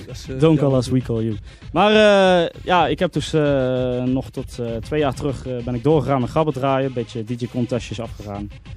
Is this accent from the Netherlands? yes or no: yes; Eindhoven, North Brabant, Netherlands; ik kom uit Eindhoven, ik ben 24 jaar.